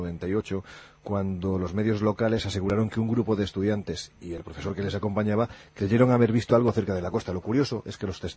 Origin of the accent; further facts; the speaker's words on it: Andalusia, Spain; Es que yo soy andaluz, pero con muy poquita gracia, lo digo siempre.